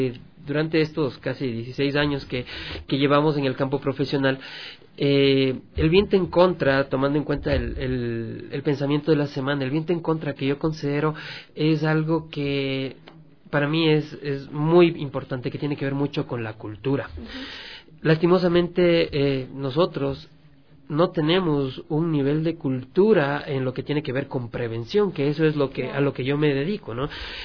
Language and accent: Spanish; Ecuador; nosotros como Latinoamérica y específicamente como ecuatorianos no vemos más allá de lo evidente.